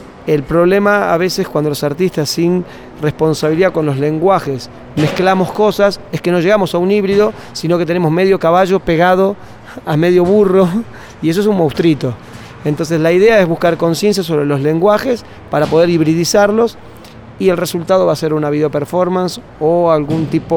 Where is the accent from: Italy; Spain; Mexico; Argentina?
Argentina; also born or lived in Uruguay / Germany; yo soy de Argentina. Argentina, Uruguay y Alemania son los tres lugares donde más o menos puedo entender que tengo el concepto de hogar